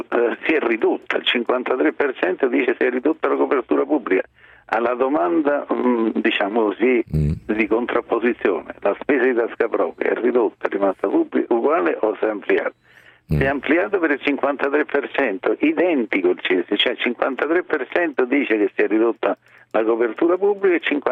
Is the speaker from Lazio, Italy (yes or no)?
yes; Rome, Lazio, Italy; io sono romano, ma se io penso a Roma